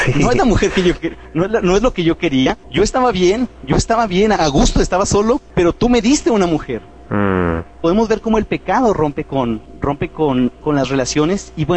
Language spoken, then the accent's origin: Spanish; Chihuahua, Mexico; Soy de Chihuahua, en México.